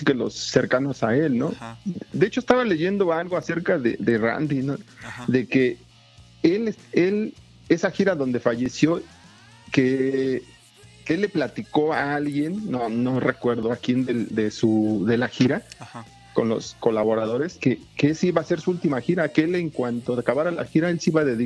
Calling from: Azcapotzalco, Mexico City, Mexico; Aquí de Azcapotzalco, Arturo. Santa Catarina, aquí tu vecino casi.

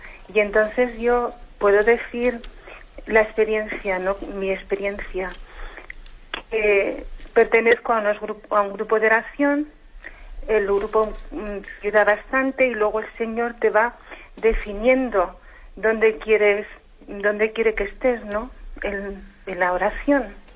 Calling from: Zaragoza, Aragon, Spain; de Zaragoza.

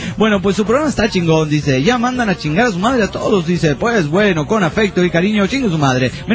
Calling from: Oaxaca, Mexico; de Oaxaca, México.

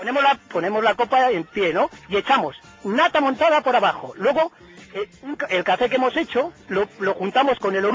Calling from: Cantabria, Spain; Desde Cantabria

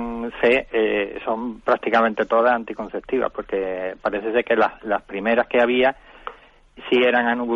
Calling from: Málaga, Andalusia, Spain; Buenos días … de Málaga.

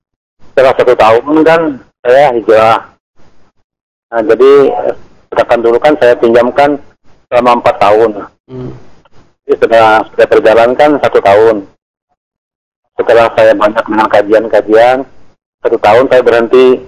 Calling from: Kalimantan, Indonesia; Ini saya dari … dari Kalimantan.

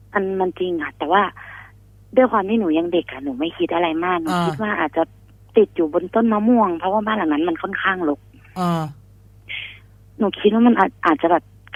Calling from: Nong Khaem, Bangkok, Thailand; ตอนนี้อยู่หนองแขมค่ะ

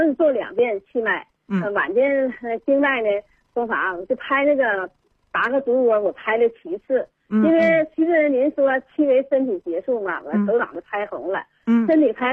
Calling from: Shenyang, Liaoning, China; 今年75岁。

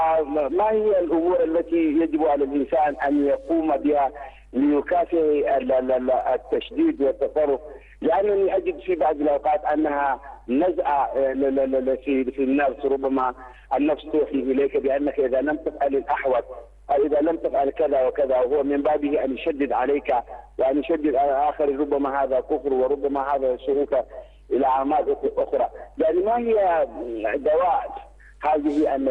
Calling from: Nigeria; أنا أتصل من نيجيريا

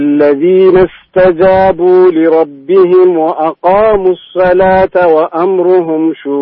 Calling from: Jeddah, Makkah Province, Saudi Arabia; أنا من جدة أكلمكم.

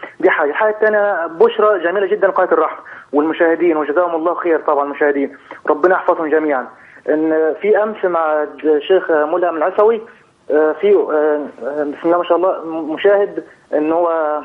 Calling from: Kuwait; والله أنا دلوقتي أنا بكلمك حضرتك من الكويت

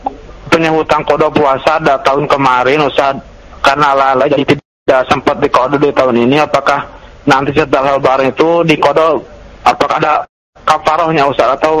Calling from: Cianjur, West Java, Indonesia; Keadaan dari Cianjur.

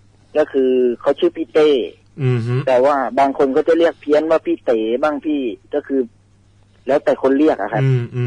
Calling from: Rayong, Thailand; อยู่ที่ระยองครับ

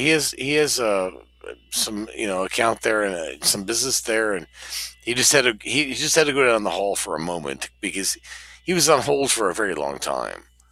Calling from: Seattle, Washington, United States; We're calling from just a little bit, you know, south and west of you guys. A little bit south and west, so Seattle.

